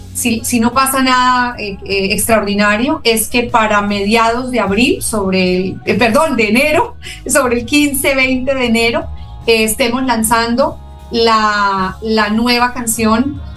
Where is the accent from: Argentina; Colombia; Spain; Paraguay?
Colombia; Bucaramanga, Santander; ya sabes que somos de Bucaramanga, pero sí, estamos un poco moviéndonos entre Bucaramanga y Santa Marta constantemente.